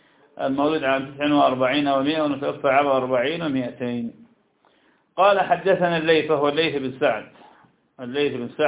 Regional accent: Iraq; تكار عندنا في العراق

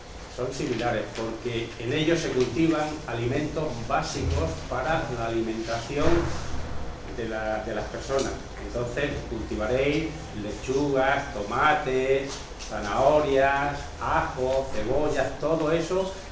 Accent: Santa Bárbara, Extremadura, Spain; yo soy de la zona de La Vera, de Santa Bárbara

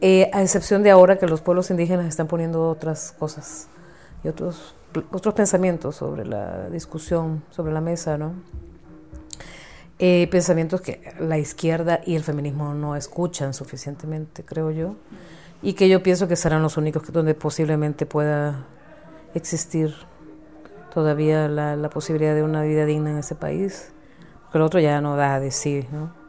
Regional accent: Honduras; born there; vivo en Honduras y nací ahí.

